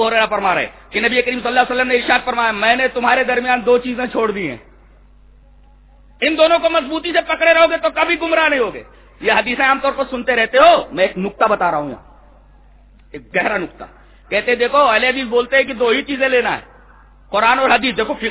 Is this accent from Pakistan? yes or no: no; India; میں ہندوستانی ہوں اور الحمدللہ ہم ہندوستانی ہیں, فخر سے کہو کہ ہم ہندوستانی ہیں.